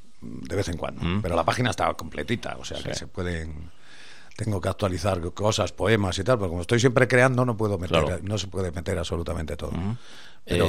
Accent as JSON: {"language": "Spanish", "region": "Galicia", "country": "Spain", "said": "Parece que yo soy granaíno, pero no, soy gallego"}